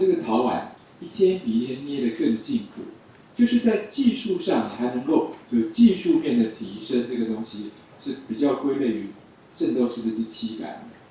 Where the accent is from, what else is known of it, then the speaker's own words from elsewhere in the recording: Taiwan; 我们台湾其实还好，我们台湾的中医界的人基本上都是凡人啊